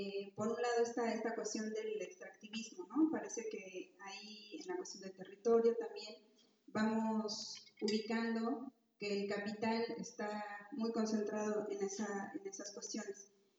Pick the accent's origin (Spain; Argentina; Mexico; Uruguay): Mexico; Mexico City; vengo de la Ciudad de México, soy cooperativista.